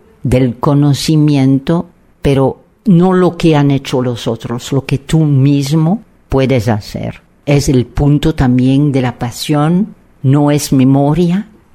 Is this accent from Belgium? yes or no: yes; Belgium; Spanish is a second language; somos de Bélgica, pero en realidad somos del mundo, pero en particular hemos elegido México